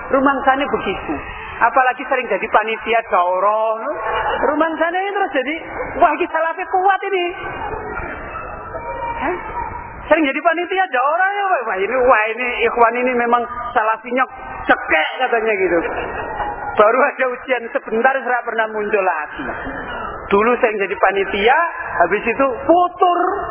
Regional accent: Jepara, Central Java, Indonesia; now in Semarang, Indonesia; Kalau pulang kampung, saya dulu di Jepara. Dari Semarang itu naik sepeda ngondel ke Jepara sana.

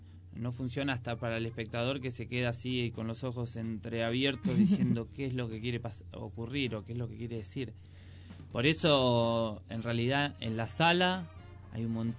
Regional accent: Merlo, Buenos Aires Province, Argentina; nosotros somos de Merlo, los chicos de Moreno

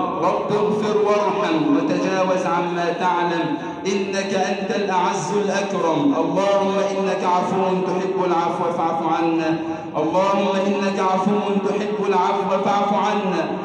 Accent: Egypt; اللهم اجعل بلدنا مصر أمناً أماناً

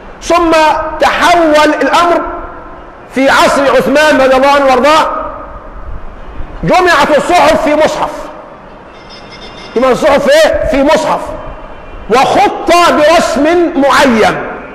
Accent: Egypt; ما احنا اليوم عندنا في مصر عندنا كلمات من العامية تورثناها

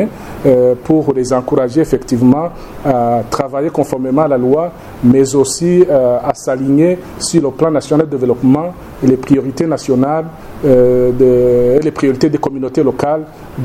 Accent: Burundi; Mais pour nous, en tant que Burundais

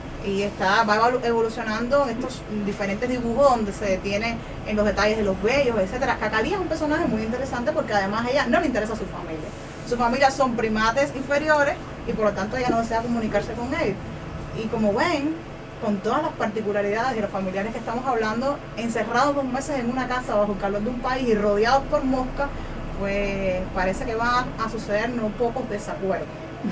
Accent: Cuba; de Cuba. Los zoológicos son lugares deprimentes, yo creo que en todos los lugares del mundo, pero en mi país son especialmente deprimentes

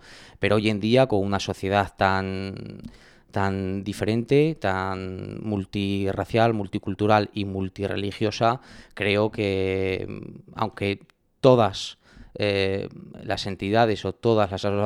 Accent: Ribaforada, Navarre, Spain; Felicitar las fiestas de mi pueblo.

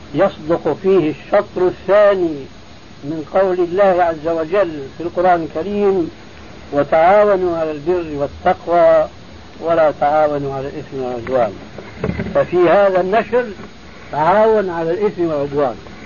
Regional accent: Syria; كما يقول عندنا في الشام قشرة بصله

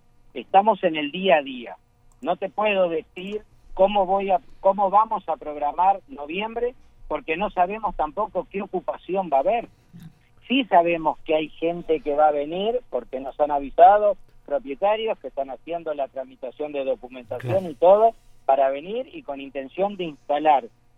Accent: Maldonado, Uruguay; born there; yo soy nacido acá en Maldonado y hace 35 años que administro edificios.

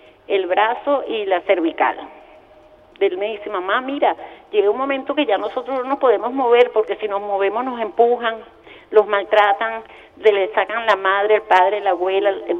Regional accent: Venezuela; yo también soy venezolana

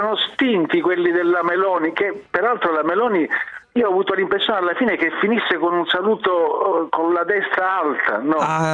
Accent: Palermo, Sicily, Italy; Ma anche a Palermo, guarda, nella mia infanzia, nella mia gioventù, l'acqua arrivava poche volte, non arrivava sempre.

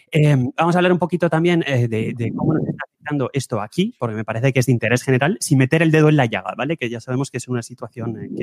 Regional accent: Spain; accent: Spanish; cosa que yo tengo mi gran acento español, pero en fin, no hay ningún problema, la gente te entiende y no te mira raro.

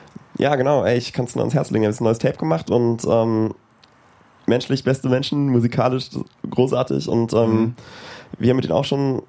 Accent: Wunstorf, Lower Saxony, Germany; Ja, ich komme aus Wunsdorf, aber das sind ja nur 10 Minuten von Hannover.

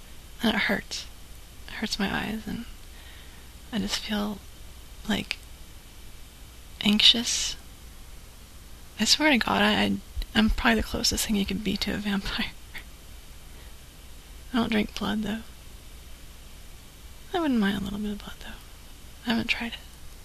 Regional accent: Macon, Georgia, United States; Oh, I'm from Macon, Georgia.

